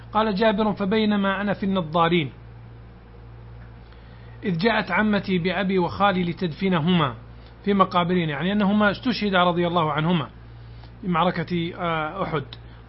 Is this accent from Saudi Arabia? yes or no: yes; Najd, Saudi Arabia; جاء سيل عظيم عندنا في نجد